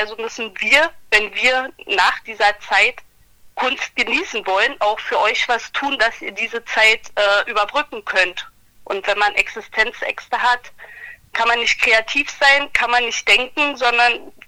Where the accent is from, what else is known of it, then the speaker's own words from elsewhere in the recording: Brandenburg, Germany; Brandenburg im Kreis Barnim.